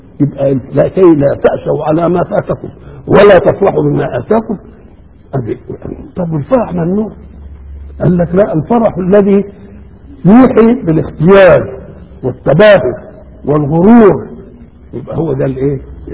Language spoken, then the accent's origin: Arabic; Beheira, Egypt; يبقى لو قدرت عندنا في البحيرة بقى انت لا ترحم